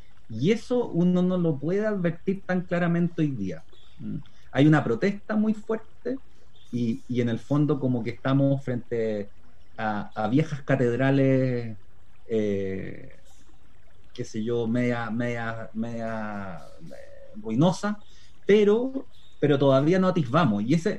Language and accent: Spanish; Chile; creo que las peculiaridades de la discusión chilena y cómo nos hemos desarraigado